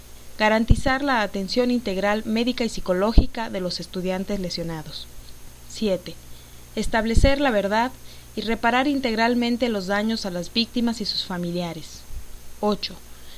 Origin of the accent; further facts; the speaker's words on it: Mexico; como ciudadana mexicana les exigía que se cumplieran estos puntos